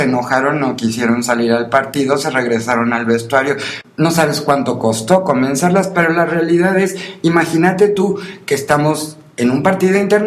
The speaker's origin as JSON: {"language": "Spanish", "country": "Mexico", "said": "Yo no soy italiana, yo soy mexicana, y yo creo que tanto los italianos como los mexicanos como los coreanos merecemos el respeto de que se nos identifique con el país en el cual nacimos."}